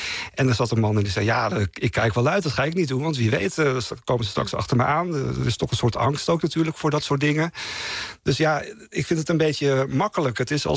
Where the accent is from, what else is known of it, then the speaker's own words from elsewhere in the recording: Friesland, Netherlands; in die hoek in Noordoost-Friesland waar ik vandaan kom, is dat zo gegroeid